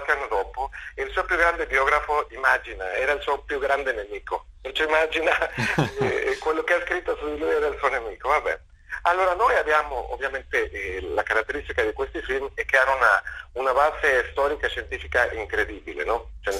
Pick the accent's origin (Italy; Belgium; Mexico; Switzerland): Mexico; Italian is a second language; io sono messicano